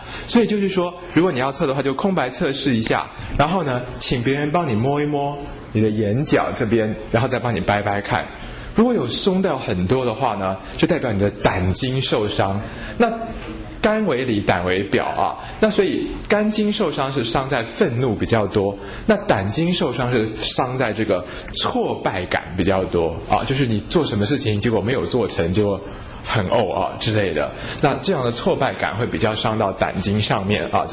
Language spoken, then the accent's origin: Chinese; Taiwan; 那我们台湾人呢肝是第二烂嘛